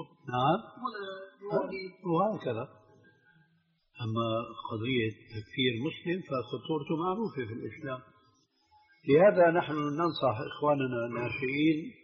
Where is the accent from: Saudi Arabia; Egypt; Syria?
Syria; Levant; إذن كما يقولون عندنا في الشام، ابعد عن الشر وغنيله